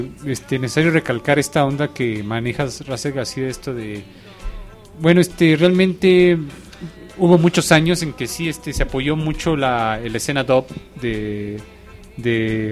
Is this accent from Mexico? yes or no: yes; Mexico; O sea, ahora sí como mexicanos apoyarnos